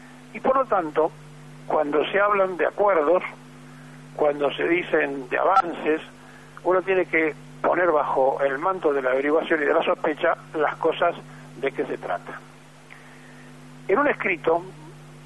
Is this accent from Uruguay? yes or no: no; Argentina; no sabemos quiénes somos los argentinos